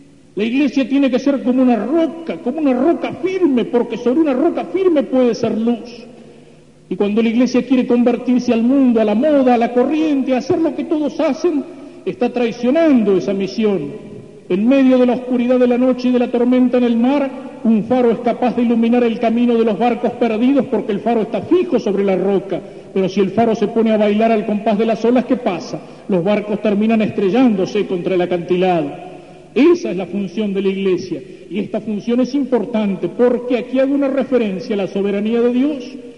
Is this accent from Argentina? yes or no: yes; Argentina; pero yo acá en la Argentina no tengo televisión